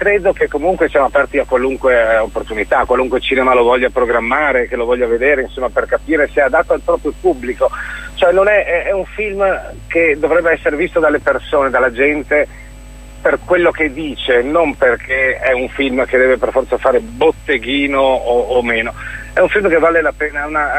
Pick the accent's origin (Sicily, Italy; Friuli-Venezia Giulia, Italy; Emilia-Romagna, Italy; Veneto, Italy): Veneto, Italy; io lo dico da veneto perché appunto non appartengo neanche culturalmente a quell'area